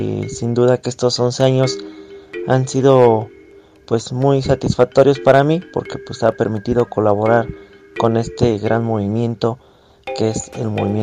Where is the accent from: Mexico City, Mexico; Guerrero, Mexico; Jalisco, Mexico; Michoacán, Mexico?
Mexico City, Mexico; soy de la Ciudad de México y me integré